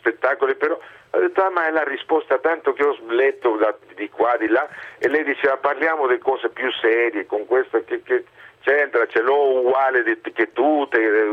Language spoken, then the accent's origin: Italian; Mexico; now in Italy; io che non pensavo mai di emigrare del mio paese, sono più di 30 anni che vivo in Italia. Sono tornato nel Messico perché insegnavo all'università